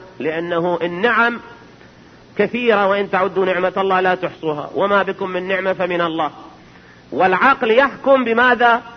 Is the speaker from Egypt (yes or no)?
no; Iraq; احنا عندنا بالعراق